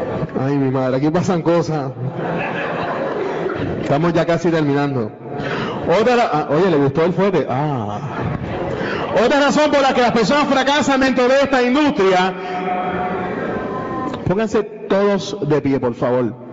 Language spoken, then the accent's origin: Spanish; Fajardo, Puerto Rico; now in Cidra, Puerto Rico; yo soy de Fajardo, porque ahora vivo en Sidra. Mi amor, yo te amo, pero yo soy de Fajardo.